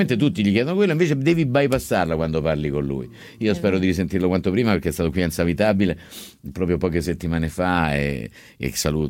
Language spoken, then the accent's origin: Italian; Barletta, Apulia, Italy; Di Barletta.